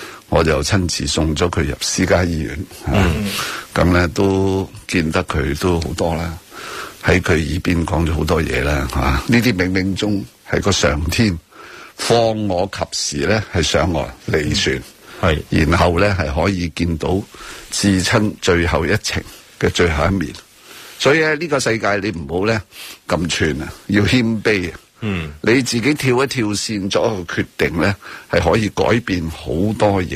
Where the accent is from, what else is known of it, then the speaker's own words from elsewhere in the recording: Hong Kong; 这个呢不是我们香港人的决定